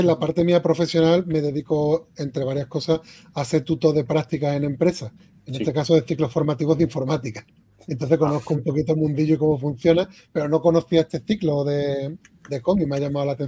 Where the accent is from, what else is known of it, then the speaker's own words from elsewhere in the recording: Spain; soy autores españoles